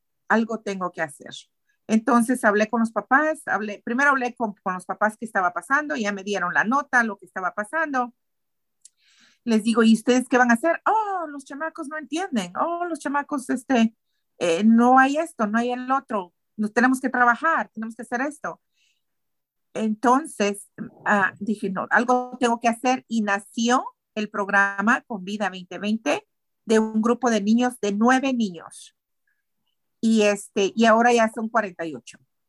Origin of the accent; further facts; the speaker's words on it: Guatemala; Soy de Guatemala. He crecido de muchas maneras.